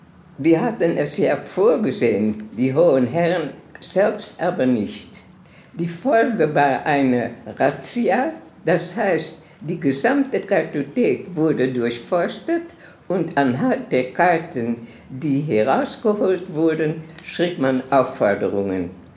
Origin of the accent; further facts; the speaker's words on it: Amsterdam, North Holland, Netherlands; born there; German is a second language; Ich bin geboren in Amsterdam, in einem sehr schönen Viertel von Amsterdam.